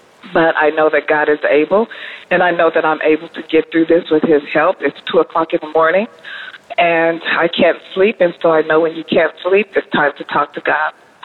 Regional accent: Colorado, United States; I'm from Colorado.

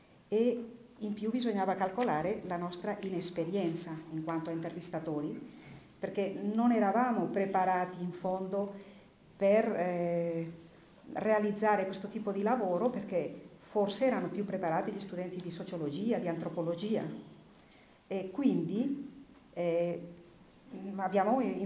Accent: Cretas, Aragon, Spain; noi abbiamo cominciato questa ricerca sul mio paese nel lontano 1977

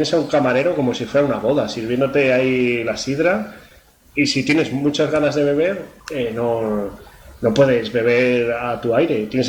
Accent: Salamanca, Castile and León, Spain; now in Madrid, Spain; De Salamanca.

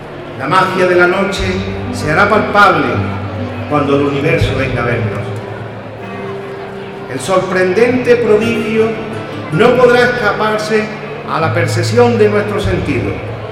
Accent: Archidona, Andalusia, Spain; Pero en esta nada está mi pueblo. Y sueño con mi niña blanca y soy testigo de sus tradiciones. Este es el momento de la feria. Vivamos la feria, a la feria Archidona

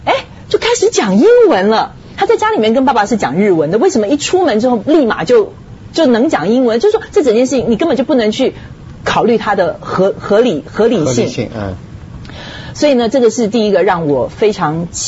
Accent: China; 那因为我是中国人啊，所以所以对，可能就会想法会比较多

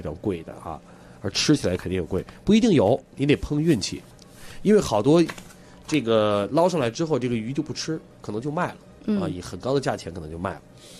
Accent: Beijing, China; 咱们北京人都去过北戴河。

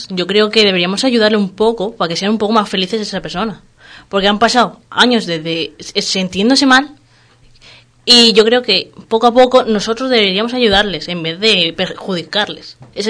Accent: Madrid, Community of Madrid, Spain; No, yo soy de Madrid.

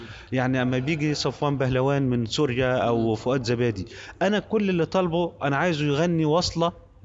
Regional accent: Egypt; علشان أنا كمصري لما أقعد أحضر أسمع الحفلة يبقى هسمع جزء من التراث ده

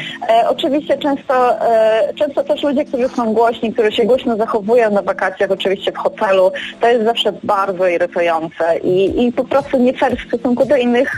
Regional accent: Kraków, Lesser Poland, Poland; ponieważ ja jestem z Krakowa

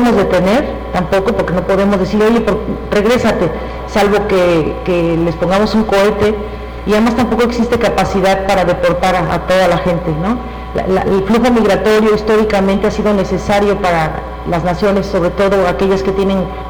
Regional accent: Mexico; Nosotros, como mexicanos, bueno, yo no soy autoridad, pero como nación

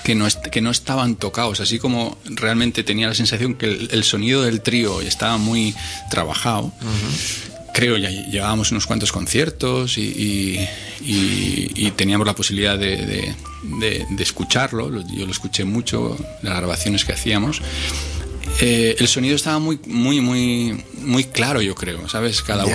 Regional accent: Miranda de Ebro, Castile and León, Spain; En Bilbao, en mi pueblo, en Miranda.

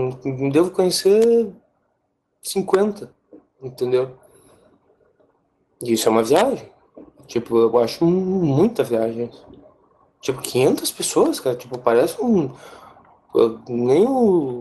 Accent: Santa Rosa, Rio Grande do Sul, Brazil; tipo de Santa Rosa, minha cidade natal.

